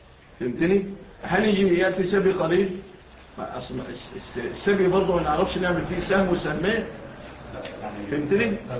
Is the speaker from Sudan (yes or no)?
no; Egypt; فالان في مثل بلادنا مصر